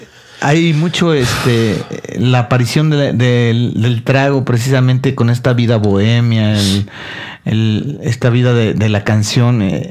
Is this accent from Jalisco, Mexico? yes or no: no; Ciudad Victoria, Tamaulipas, Mexico; que yo soy de Ciudad Victoria.